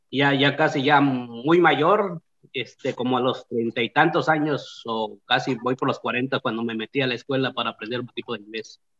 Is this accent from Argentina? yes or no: no; Oaxaca, Mexico; first language Zapotec; Spanish is a second language; moved away as an adult; now in United States; soy del estado de Oaxaca y tengo ya como 30 y tantos años de vida acá en Estados Unidos. Soy oaxaqueño, hablo zapoteco, un poquito de inglés y un poquito de español.